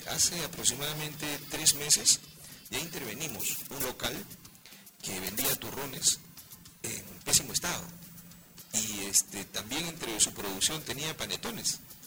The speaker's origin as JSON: {"language": "Spanish", "region": "Callao", "country": "Peru", "said": "Mira, somos del Callao, nos deberíamos preciar de ser buenos nadadores porque tenemos el mar de Grau aquí a puertas"}